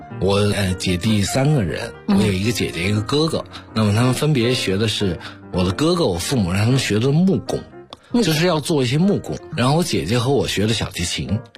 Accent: Chengdu, Sichuan, China; 我小时候是在成都出生和长大的。

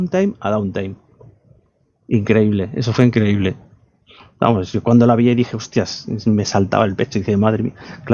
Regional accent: Balearic Islands, Spain; yo porque soy de la isla, yo soy de Mallorca

